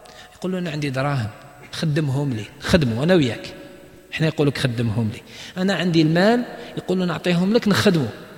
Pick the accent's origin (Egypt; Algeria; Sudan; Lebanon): Algeria; المشكل إحنا عندنا في الجزائر ما يتفقوش على النسبة